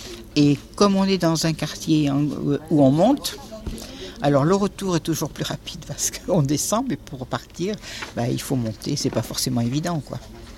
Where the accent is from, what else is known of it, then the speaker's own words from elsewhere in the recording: Angoulême, Nouvelle-Aquitaine, France; je suis arrivée dans le quartier avec mes parents en 62. Alors, j'étais d'Angoulême, hein, quand même, mais dans le quartier depuis 62.